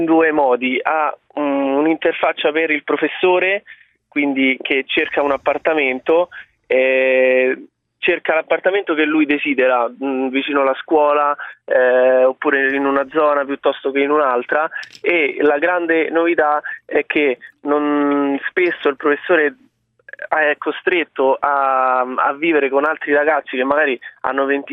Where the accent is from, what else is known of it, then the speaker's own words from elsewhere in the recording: Rome, Lazio, Italy; io sono un ragazzo di 21 anni, vengo da Roma